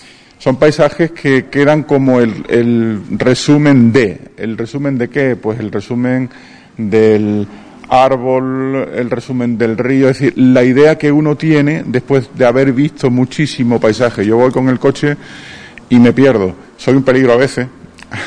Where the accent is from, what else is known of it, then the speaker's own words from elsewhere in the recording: Almendralejo, Extremadura, Spain; Yo soy extremeño, de Almendralejo, y es un pueblo muy activo, muy dinámico.